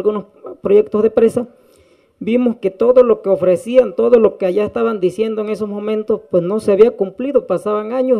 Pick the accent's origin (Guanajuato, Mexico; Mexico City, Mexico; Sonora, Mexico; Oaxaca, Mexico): Oaxaca, Mexico; Tataltepec; Cada comunidad agraria, en el caso de Tataltepec, de donde yo vengo representando, se hizo una asamblea general, porque allá así se hace